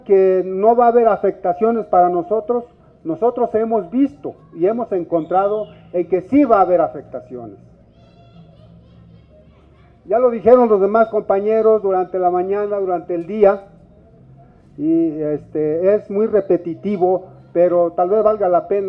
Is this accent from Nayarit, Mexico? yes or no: yes; Mesa del Nayar, Nayarit, Mexico; first language Cora; Spanish is a second language; Yo soy de Mesa del Nayar, soy Nayeri, Cora. Yo hablo mi lengua Cora. No estoy viviendo en donde se pretende poner la cortina, sino que a unos 20 kilómetros o más